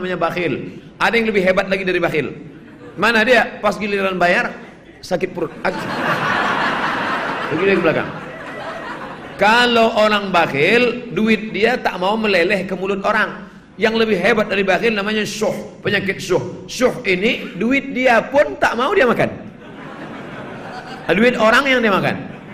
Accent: Java, Indonesia; Saya bukan orang Minangkabau, saya orang Jawa Pak Ustaz. Pakai bahasa Jawa.

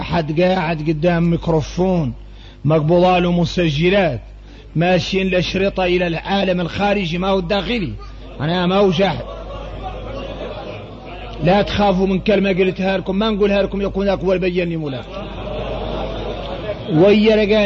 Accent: Mauritania; احنا موريتاني

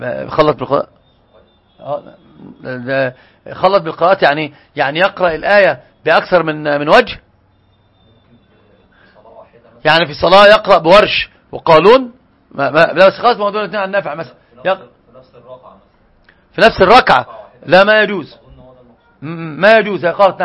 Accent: Egypt; طبعا عندنا في مصر

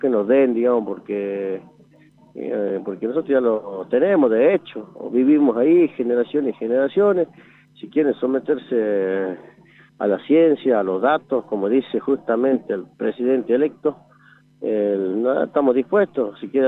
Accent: Jujuy, Argentina; preguntaron dónde somos, ellos dijimos, somos de Jujuy

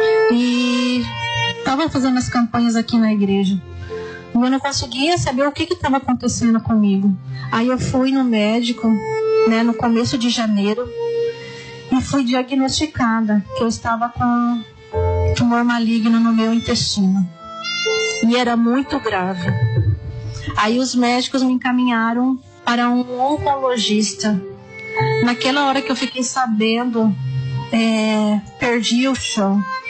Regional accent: Joinville, Santa Catarina, Brazil; eu sou de Joinville, Santa Catarina.

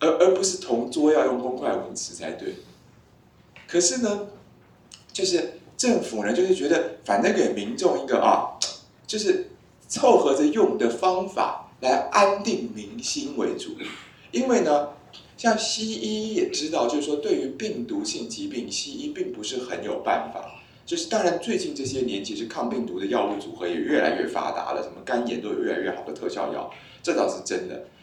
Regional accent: Taiwan; 就我们台湾人很喜欢戴口罩

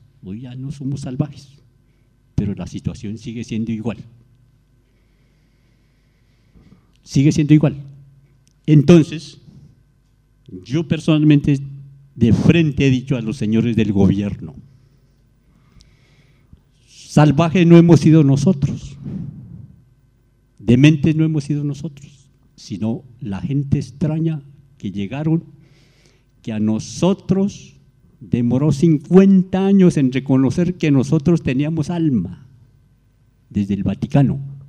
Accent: Colombia; Yo estoy diciendo a mi gobierno en mi país, las normas en mi país

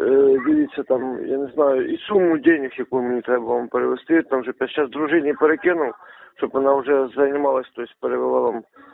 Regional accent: Kyiv, Ukraine; Я взагалі з Києва

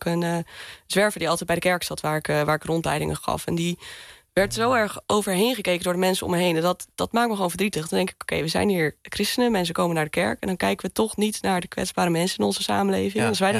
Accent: Assen, Drenthe, Netherlands; moved away as an adult; Ja, ik ben opgegroeid in Assen, in Drenthe. En ik ben op mijn 18e verhuisd naar Enschede voor mijn studie. Ik heb altijd in Groningen op de middelbare school gezeten. Dus nou ja, het noorden en het oosten, dat voel ik me gewoon wel lekker thuis.

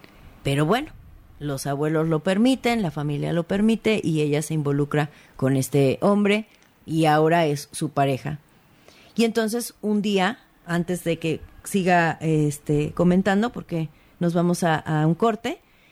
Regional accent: Mexico; los mexicanos somos mucho de adoptar, porque así somos los mexicanos

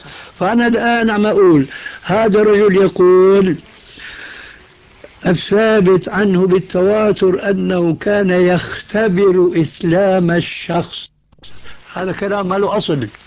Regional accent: Syria; كما يقولوا عندنا في الشام من فوق الأساطيح

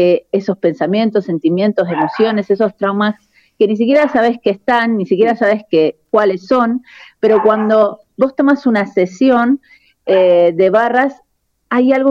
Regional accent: Argentina; moved away as an adult; now in Spain; Yo soy argentina, pero vivo en España hace 22 años. Sí, ahora estoy en Mendoza, estoy de vacaciones y dando clases.

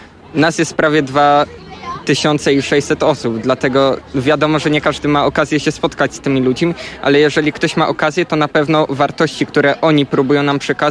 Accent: Kosakowo, Pomeranian Voivodeship, Poland; Ja z Kosakowa.

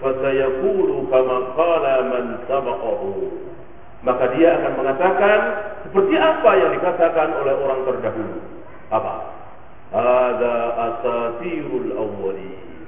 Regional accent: Indonesia; born there; Bahwa kita lahir di negeri kita ini, ayah ibu kita muslim

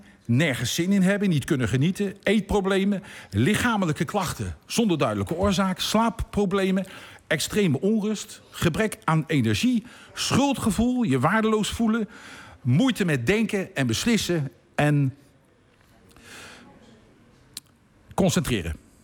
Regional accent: The Hague, South Holland, Netherlands; En dat is voor mij als Hagenees natuurlijk helemaal verschrikkelijk.

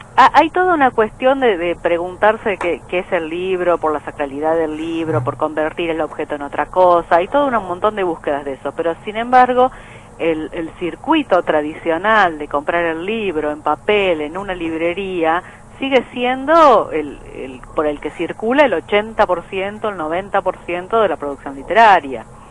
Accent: Argentina; somos tres argentinas, digamos, en el plantel

